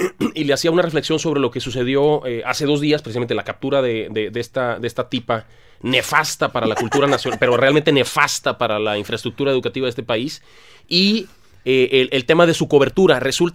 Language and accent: Spanish; Tampico, Tamaulipas, Mexico; now in Monterrey, Mexico; Yo no, yo soy de Tampico, Mataulipas.